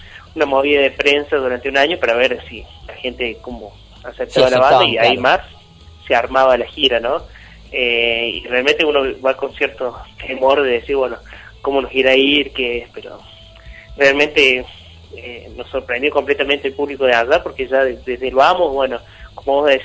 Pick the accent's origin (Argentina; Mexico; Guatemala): Argentina; Córdoba; nosotros somos de acá de Córdoba, vivimos acá